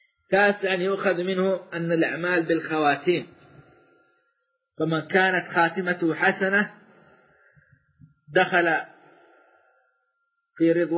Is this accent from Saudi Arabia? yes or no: yes; Saudi Arabia; بلادنا السعودية